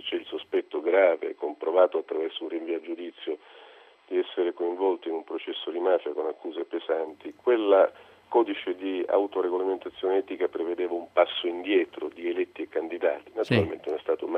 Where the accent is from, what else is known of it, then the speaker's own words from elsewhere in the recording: Sicily, Italy; però siccome sono siciliano